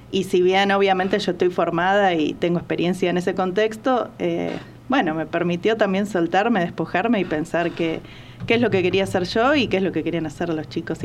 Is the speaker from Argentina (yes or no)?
yes; Buenos Aires, Argentina; now in Tanti, Argentina; Yo soy de Buenos Aires, vivo en Tanti hace un año y medio